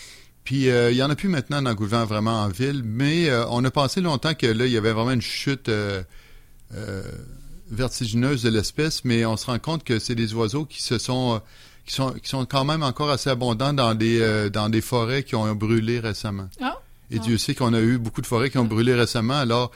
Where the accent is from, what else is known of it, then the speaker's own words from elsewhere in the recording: Beauport, Quebec, Canada; moi, je me souviens des quartiers où j'ai passé mon enfance, à Beauport, il y avait de tout petits arbres un peu partout.